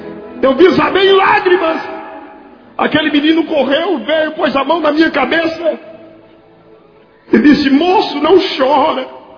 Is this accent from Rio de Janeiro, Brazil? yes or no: no; Recife, Pernambuco, Brazil; lá na minha cidade, no Recife.